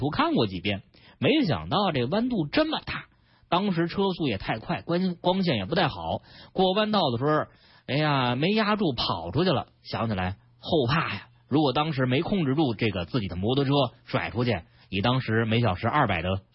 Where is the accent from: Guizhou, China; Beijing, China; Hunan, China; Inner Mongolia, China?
Beijing, China; 你比如说咱们北京人非常熟悉的朝阳区这个大屯路隧道